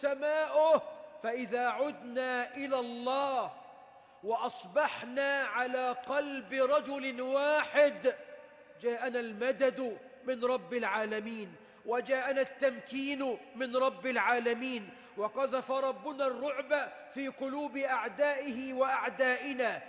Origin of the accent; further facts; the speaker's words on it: Egypt; اللهم احفظ بلدنا مصر من شر الأشرار